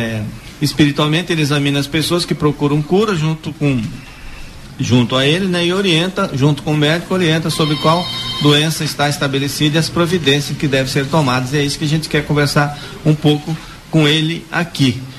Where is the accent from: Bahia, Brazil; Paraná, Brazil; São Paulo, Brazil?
Bahia, Brazil; Eu sou nordestino, eu sou lá de Patamutela, da Bahia.